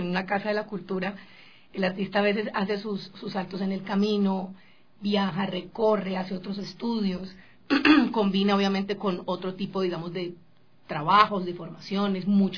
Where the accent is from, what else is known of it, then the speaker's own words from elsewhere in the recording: Colombia; yo vengo de Colombia, yo recuerdo que yo me gradué con 5 personas.